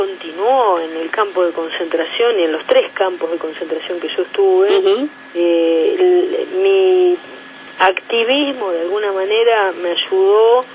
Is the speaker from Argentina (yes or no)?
yes; Argentina; Hoy en día en mi país, por el gobierno progresista de los Kirchner, los adolescentes optativamente pueden votar, no en aquellos años.